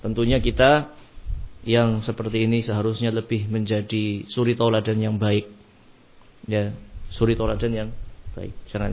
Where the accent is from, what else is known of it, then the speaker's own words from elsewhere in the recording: Brebes, Central Java, Indonesia; Akhirnya dia membuka sayapnya di Brebes ketika itu, di kampung saya.